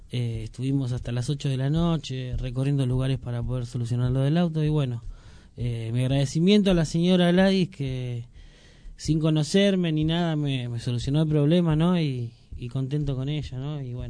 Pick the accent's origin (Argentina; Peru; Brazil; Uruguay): Argentina; Moreno, Buenos Aires Province; born there; yo nací en Moreno y hoy no estoy viviendo en Moreno, pero lo siento como mi ciudad, ¿no?